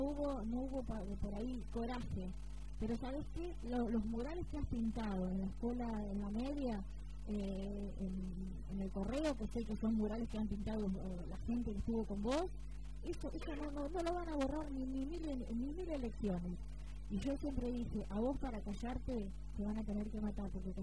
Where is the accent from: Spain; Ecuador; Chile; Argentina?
Argentina; es una vergüenza como argentino